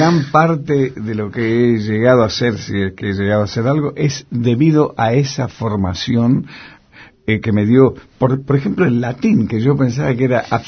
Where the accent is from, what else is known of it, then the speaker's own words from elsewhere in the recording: Tucumán, Argentina; moved away; yo me atrevo a decirlo, que yo salí huyendo de Tucumán.